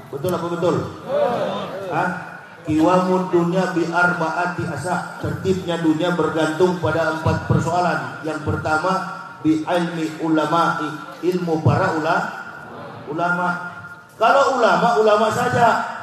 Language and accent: Indonesian; Manado, North Sulawesi, Indonesia; Saya orang Manado.